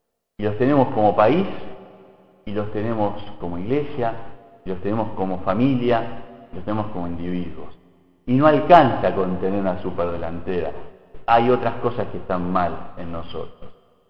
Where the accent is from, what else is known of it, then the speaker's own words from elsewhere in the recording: Argentina; Y nos pasa mucho como argentinos, que podemos dar 500 vueltas por distintas áreas